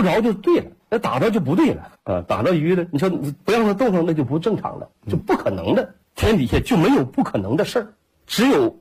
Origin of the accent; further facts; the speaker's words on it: Jilin, China; 我说我是吉林的